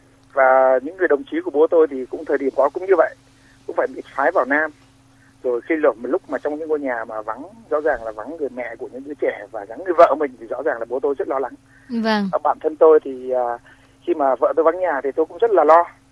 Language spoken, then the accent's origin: Vietnamese; Hanoi, Vietnam; born there; now in Ho Chi Minh City, Vietnam; tôi sinh ra ở Hà Tây.